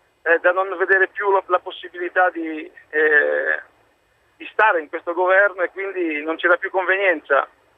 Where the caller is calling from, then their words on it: Oleggio Castello, Piedmont, Italy; Sono di Oleggio Castella Novara.